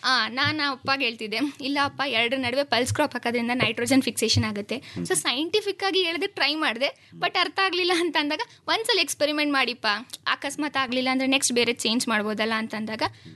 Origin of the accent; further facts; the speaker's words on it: Konalli, Karnataka, India; Sir, ನಾನು ಮೂಲತಃ ಮಂಡ್ಯದವಳೆ.